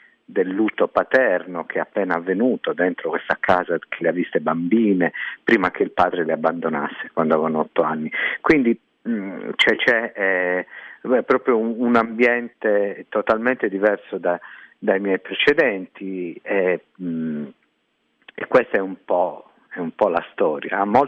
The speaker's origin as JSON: {"language": "Italian", "region": "Sardinia", "country": "Italy", "tie": "born there", "said": "Faccio lo scrittore per mestiere e sono nato in Sardegna."}